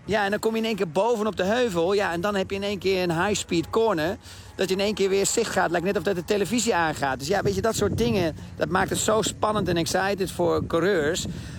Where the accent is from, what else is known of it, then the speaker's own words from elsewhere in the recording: Netherlands; het enige voordeel dat wij hebben als Nederlanders